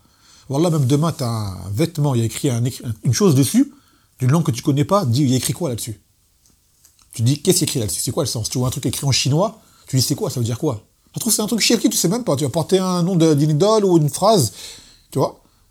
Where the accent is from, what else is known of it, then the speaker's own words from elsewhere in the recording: Martinique, France; moi, quand je suis martiniquais, j'ai beaucoup de noirs autour de moi